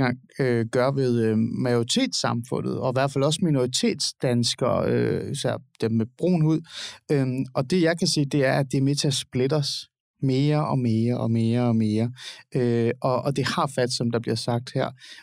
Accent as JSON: {"language": "Danish", "region": "Capital Region of Denmark", "country": "Denmark", "tie": "born or raised there", "said": "Jeg er vokset op i Nordsjælland."}